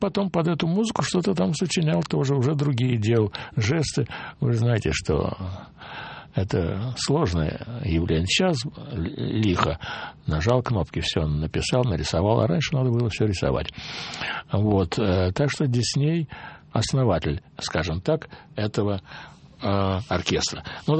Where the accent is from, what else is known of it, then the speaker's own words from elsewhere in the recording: Moscow, Russia; я ему сказал, вот я из Москвы